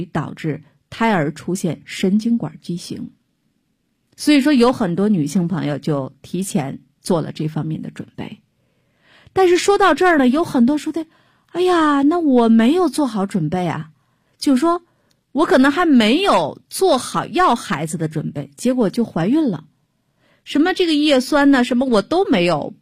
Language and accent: Chinese; Shaanxi, China; 我们陕西人最会吃面啊，面食也非常丰富